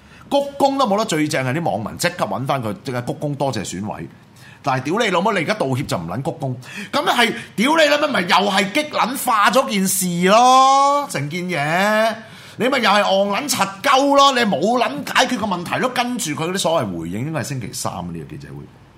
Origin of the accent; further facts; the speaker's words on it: Hong Kong; hea 鳩我哋香港人